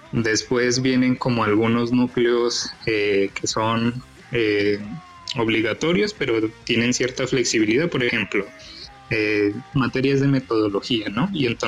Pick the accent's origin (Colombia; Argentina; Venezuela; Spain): Colombia; Bogotá; born there; Bueno, nací en Bogotá, Colombia, en el 92.